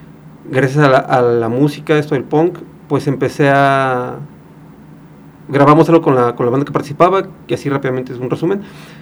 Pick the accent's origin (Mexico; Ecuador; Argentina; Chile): Mexico; Atizapán de Zaragoza, State of Mexico; yo soy del Estado de México, de Atizapán de Zaragoza.